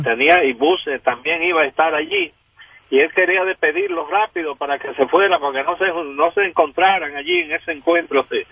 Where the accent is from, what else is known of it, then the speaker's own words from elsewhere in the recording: Dominican Republic; now in United States; yo soy de origen dominicano y me da pena la situación en que está envuelto mi país. Digo, llevo muchos años por acá, por los Estados Unidos